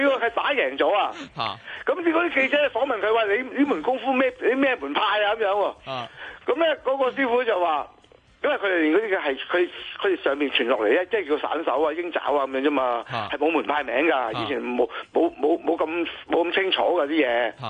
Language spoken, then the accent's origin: Cantonese; Guangdong, China; 而家喺我哋廣府人啊，嗰、那個傳統裏邊咧